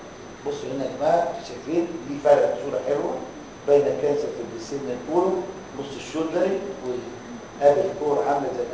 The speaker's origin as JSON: {"language": "Arabic", "country": "Egypt", "said": "عندنا في مصر"}